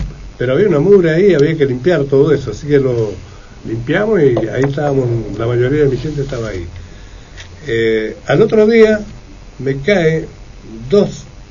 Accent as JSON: {"language": "Spanish", "country": "Argentina", "said": "todos somos argentinos."}